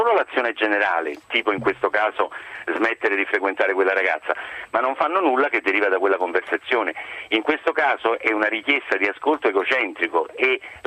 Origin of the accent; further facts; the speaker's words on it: Naples, Campania, Italy; anche perché come napoletani siamo leggermente più bravi, c'è una cultura più millenaria su questo.